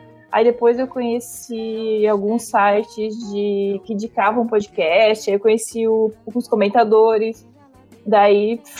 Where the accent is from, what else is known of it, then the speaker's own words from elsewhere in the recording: Palhoça, Santa Catarina, Brazil; Depende, pode me chamar pelos dois nomes, eu aceito. Eu sou de Palhoça, Casa de Palha. Que é uma cidade próxima de Florianópolis, fica a 20 quilômetros. Trabalho em Florianópolis.